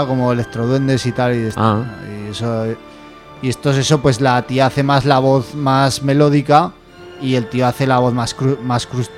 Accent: Spain; moved away; Como saben que soy español, me vienen a hablar español y se me olvida.

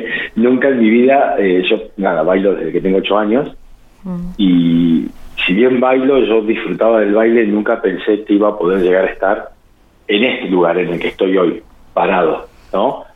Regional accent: General Pico, La Pampa, Argentina; now in Santa Rosa, Argentina; Yo vine acá a Santa Rosa, soy de Pico

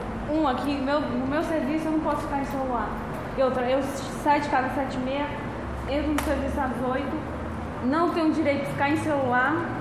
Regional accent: Paraíba, Brazil; moved away as an adult; Então, eu sou paraibana, menino.

